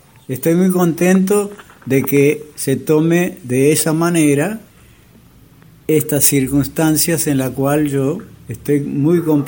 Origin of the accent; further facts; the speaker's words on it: Tacuarembó, Uruguay; born there; Bueno, soy nacido en Tacuarembó, el 9 de junio de 1934.